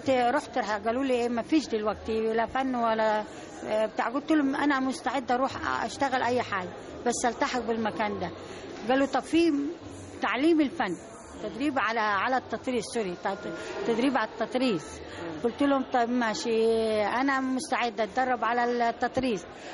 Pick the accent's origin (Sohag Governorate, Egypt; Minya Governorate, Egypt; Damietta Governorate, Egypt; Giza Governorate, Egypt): Sohag Governorate, Egypt; Akhmim; جمعية بالنسبة لنا تعتبر مكان للشغل ومكان للترفيه، لأن إحنا عندنا في الصعيد ما فيش لا كازينو ولا نادي ولا أي حاجة